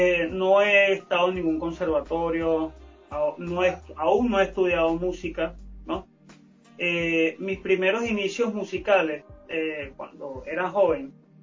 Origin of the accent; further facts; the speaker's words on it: Ocumare del Tuy, Miranda, Venezuela; Mi padre es un cantante del pueblo de donde vengo, de Ocumare del Tuy, y mi mamá, llanera, del estado Guárico